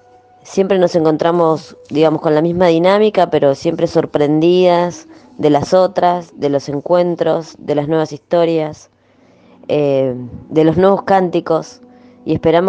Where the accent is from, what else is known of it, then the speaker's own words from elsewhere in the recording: Lomas de Zamora, Buenos Aires Province, Argentina; soy de Lomas de Zamora.